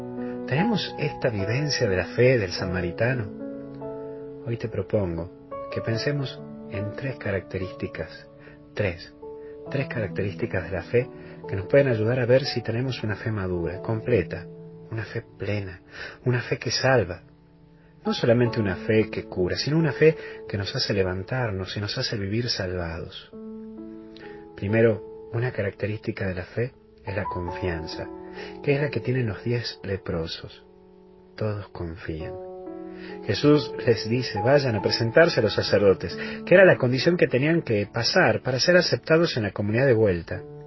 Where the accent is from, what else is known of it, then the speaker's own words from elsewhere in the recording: Tucumán, Argentina; así que hoy me he infiltrado, lamentablemente, como buen tucumano